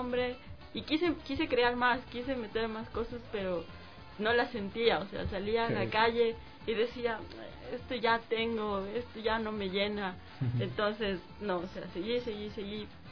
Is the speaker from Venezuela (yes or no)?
no; Ecuador; obviamente, como ecuatoriano, el sentimiento te da, en fin.